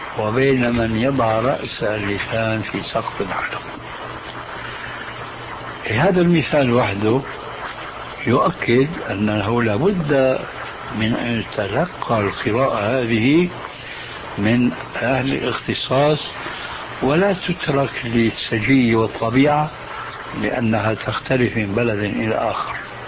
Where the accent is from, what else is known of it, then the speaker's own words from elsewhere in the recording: Syria; فمثلا الفاتحة التي تقرأ في كل ركعة من الصلوات الخمس عندنا في سوريا وغيرها يقولون لا الضالين